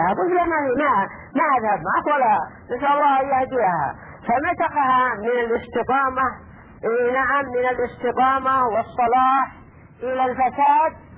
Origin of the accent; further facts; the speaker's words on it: Yemen; وهكذا ايضا عندنا باليمن